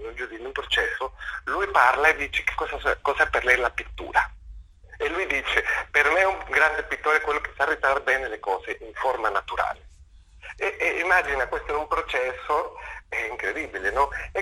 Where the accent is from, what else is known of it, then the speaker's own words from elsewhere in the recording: Mexico; Italian is a second language; io sono messicano